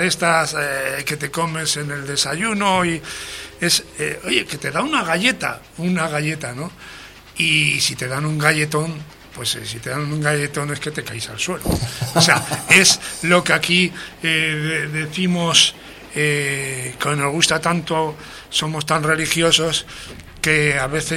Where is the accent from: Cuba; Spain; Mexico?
Spain; Medina de Pomar, Castile and León; En mi pueblo, en Medina de Pomar, Burgos, había varias iglesias.